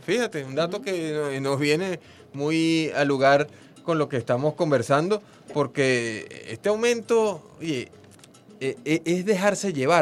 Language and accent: Spanish; Venezuela; Que nosotros los venezolanos